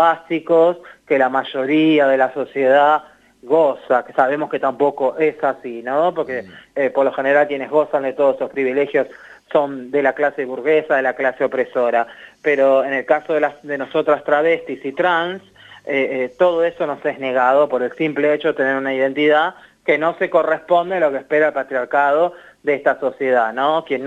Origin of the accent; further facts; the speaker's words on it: Argentina; Como travestis argentinas, cuando nosotras vamos a tomar un mate entre compañeras, amigas, en los barrios